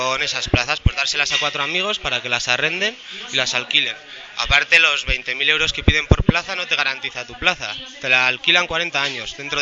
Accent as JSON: {"language": "Spanish", "town": "Burgos", "region": "Castile and León", "country": "Spain", "moved": "as an adult", "said": "Entonces yo me fui de Burgos, pero vengo casi todos los fines de semana, sigo haciendo mi vida en Burgos porque a mí me gustaría trabajar en Burgos"}